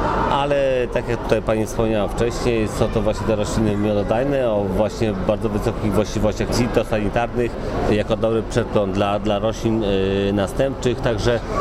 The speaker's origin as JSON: {"language": "Polish", "region": "Lublin Voivodeship", "country": "Poland", "said": "Pochodzę z Lubelszczyzny i powiem szczerze, że jest sporo zapytań właśnie o te odmiany browarne."}